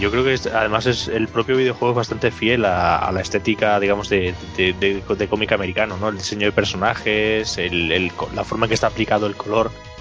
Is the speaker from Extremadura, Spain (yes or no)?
yes; Plasencia, Extremadura, Spain; yo que soy de Plasencia, en Cáceres